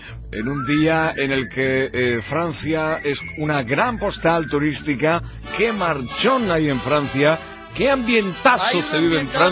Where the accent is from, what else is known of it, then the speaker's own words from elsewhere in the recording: Montilla, Andalusia, Spain; Se están preparando también en Montilla, en Córdoba, en mi pueblo natal